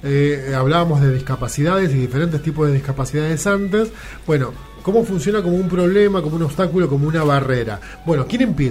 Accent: La Tablada, Buenos Aires Province, Argentina; now in Buenos Aires, Argentina; Algunos pasan del lado de provincia, donde me crié yo. Yo me crié allá en la Tablada con mis viejos. Ahora vivo acá en Barracas

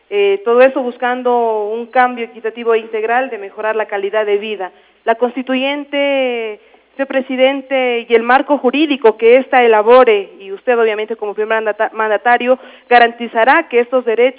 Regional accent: Ecuador; creo que como ecuatorianos, continuando con la tónica de esta conversación, pues los ecuatorianos nos hemos pronunciado por un cambio justo

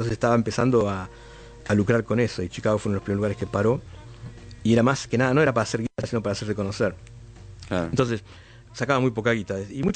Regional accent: Argentina; Yo también soy argentino, ¿viste?

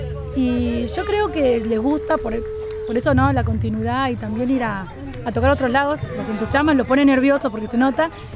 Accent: Villa Hidalgo, Buenos Aires, Argentina; soy de Villa Hidalgo, de la Asociación de Mujeres La Colmena

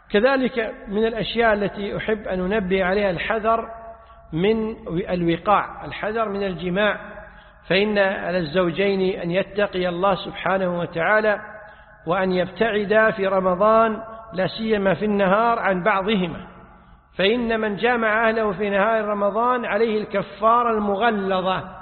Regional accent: Kuwait; هذه عادة معروفة عندنا في الكويت

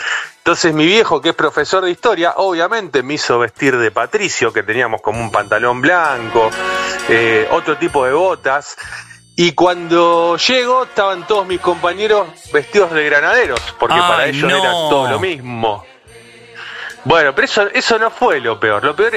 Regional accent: Rosario, Santa Fe, Argentina; De Rosario.

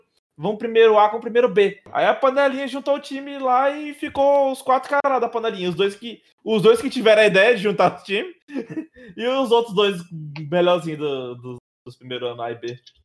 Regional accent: Cristino Castro, Piauí, Brazil; eu sou de Cristina Castro.

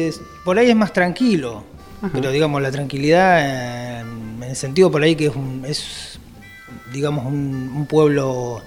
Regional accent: Bahía Blanca, Buenos Aires Province, Argentina; nací en Bahía Blanca, fui nacido en Bahía Blanca y, digamos, donde yo, digamos, viví prácticamente todos mis años fueron en el barrio Mapuche, que está cerca de Villa Rosas.

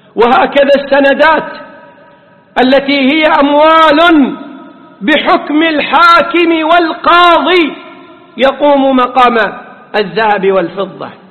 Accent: Kuwait; والذي يفتى به اليوم في بلدنا الكويت

